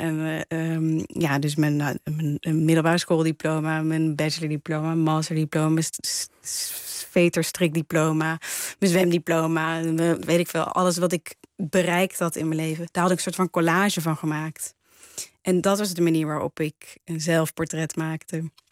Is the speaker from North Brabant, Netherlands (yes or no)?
yes; Waalwijk, North Brabant, Netherlands; also born or lived in Nijmegen; Ja, ik ben opgegroeid in Waalwijk, geboren trouwens in Nijmegen.